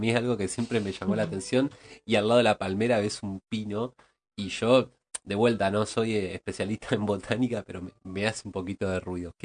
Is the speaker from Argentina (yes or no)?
yes; Argentina; como pueblo argentino, nos falta más extraer ese conocimiento